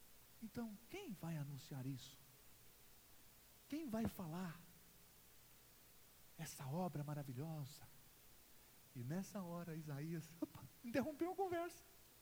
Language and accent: Portuguese; Goiás, Brazil; eu sou goiano